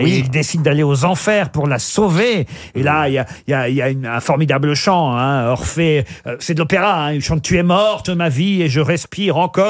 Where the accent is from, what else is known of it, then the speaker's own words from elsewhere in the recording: France; c'est le premier opéra qui a été joué chez nous en France.